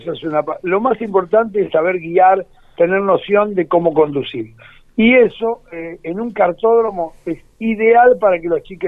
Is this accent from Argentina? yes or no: yes; Buenos Aires, Argentina; era un tipo del barrio, Mataderos, donde yo nací. Yo soy uno de los pocos pilotos porteños